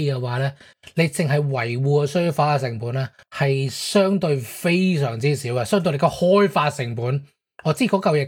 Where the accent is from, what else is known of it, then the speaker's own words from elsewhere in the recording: Hong Kong; 即系我哋香港人就好听，我谂大家应该都有听过啦